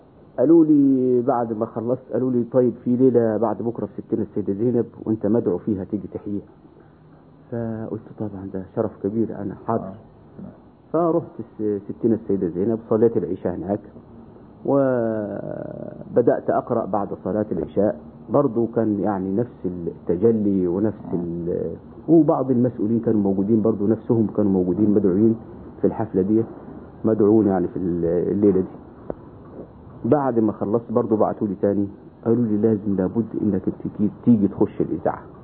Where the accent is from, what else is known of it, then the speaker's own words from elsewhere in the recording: Upper Egypt, Egypt; فبعد ما زرت القاهرة أنا انبسطت بيها ووجدت بلاد غير بلادنا. فرجعت إلى بلادي الصعيد